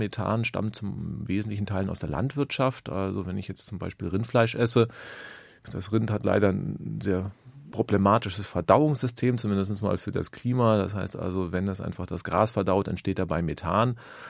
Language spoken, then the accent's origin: German; West Germany, Germany; now in Berlin, Germany; ich wohne ja in Ostberlin, also bin gebürtiger Wessi